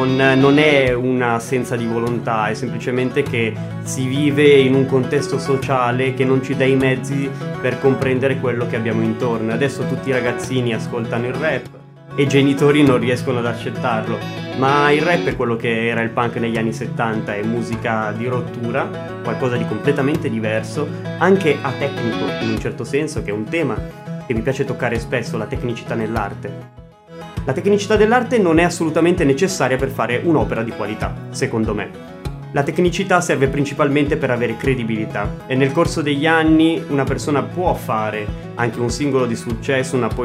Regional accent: Erba, Lombardy, Italy; a Erba, perché io sono originario di Erba, sono nato.

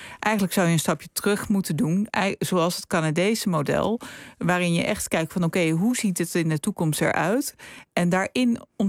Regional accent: Rotterdam, South Holland, Netherlands; in Vreewijk, waar ik ben opgegroeid

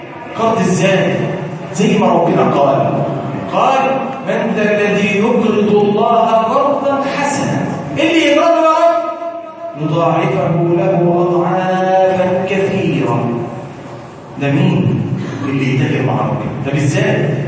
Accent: Egypt; اللهم ارزقنا في بلادنا مصر الاهل والامان

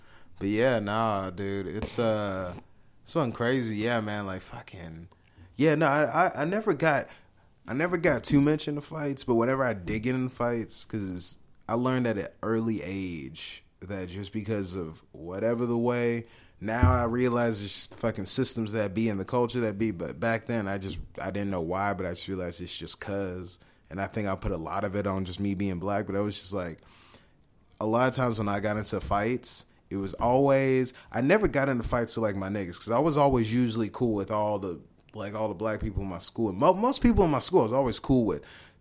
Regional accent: Nigeria; Like growing up, my mom, we blasted … I'm Nigerian.

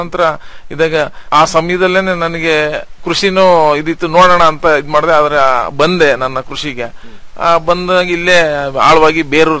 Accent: Shribidre, Karnataka, India; ನಂದು ಶ್ರೀಬಿದ್ರೆ ಅಂತ ಹೇಳ್ಬಿಟ್ಟು, ಕಡೂರು ತಾಲೂಕು, ಸಕರೆಪಟ್ಟಣ ಹೋಬಳಿ.

